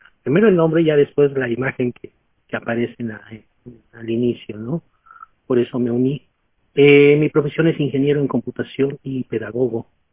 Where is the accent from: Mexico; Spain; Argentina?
Mexico; soy mexicano